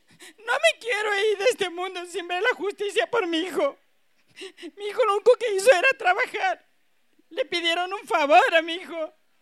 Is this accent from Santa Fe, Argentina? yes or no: no; Santiago del Estero, Argentina; Soy de Santiago del Estero.